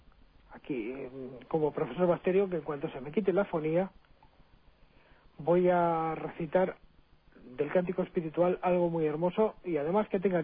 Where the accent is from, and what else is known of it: San Lorenzo de El Escorial, Community of Madrid, Spain; born there